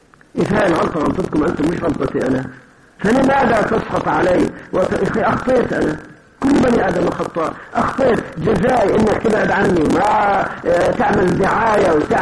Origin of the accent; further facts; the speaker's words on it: Kuwait; فأنا العادة عندنا في الكويت